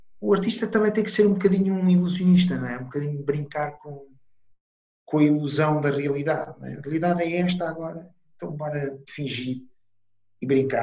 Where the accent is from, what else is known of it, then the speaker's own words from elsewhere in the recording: Italy; Portuguese is a second language; now in Portugal; Eu sou italiano, portanto, eu vivo em Portugal há 35 anos